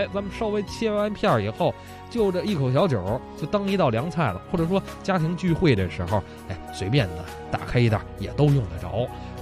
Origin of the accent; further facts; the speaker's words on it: Beijing, China; 首先我喜欢吃咱们北京的酱货，我是北京人吧